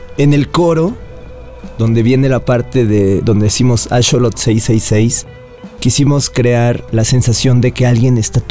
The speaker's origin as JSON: {"language": "Spanish", "region": "Veracruz", "country": "Mexico", "said": "O sea, que nosotros somos mexicanos, somos de Veracruz, hemos vivido mucho tiempo en Veracruz."}